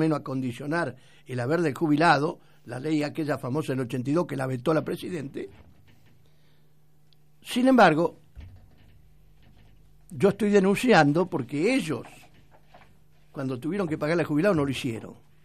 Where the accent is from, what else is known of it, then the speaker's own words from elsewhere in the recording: Argentina; yo tengo mi conducta política y mi conducta como argentino